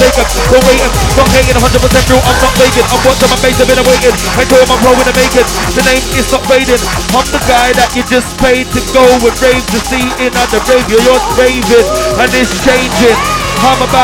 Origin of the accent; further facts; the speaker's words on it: London, United Kingdom; And we come from London, not Devon. Going out to the Londonites, yeah?